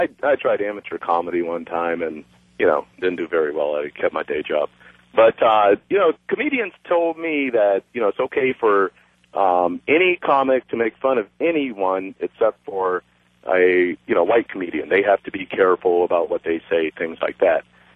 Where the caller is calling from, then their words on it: Arizona, United States; I'm from Arizona. I'm African American.